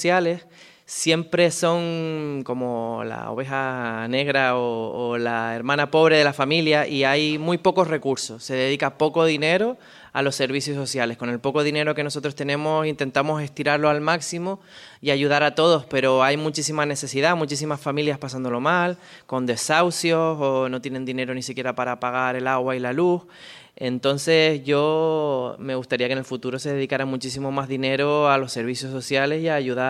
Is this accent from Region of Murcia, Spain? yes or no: no; Canary Islands, Spain; Nací en Lanzarote, soy de Lanzarote, lo que pasa que la familia de mi padre proviene de Fuerteventura. Entonces a mí cuando me preguntan que de dónde soy o dónde me siento, digo que soy de La Bocaina, que como sabrán La Bocaina es el estrecho de mar que pasa entre Lanzarote